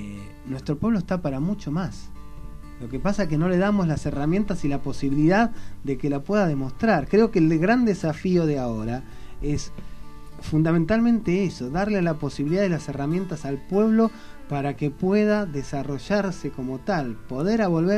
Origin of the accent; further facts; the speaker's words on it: Buenos Aires, Argentina; Nosotros somos ciudadanos de Buenos Aires, pero somos también ciudadanos del país.